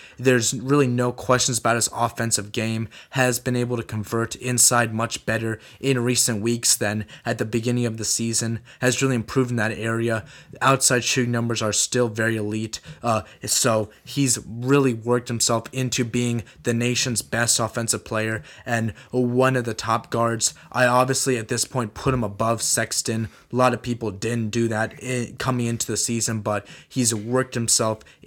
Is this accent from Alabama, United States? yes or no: no; North Carolina, United States; I was obviously someone from North Carolina.